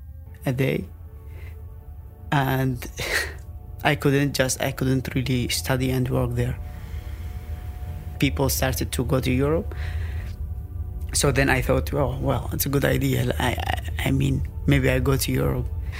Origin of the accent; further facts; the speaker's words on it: Aleppo, Aleppo Governorate, Syria; I come from Syria, from Aleppo, from the north. We were in simple environment, simple people.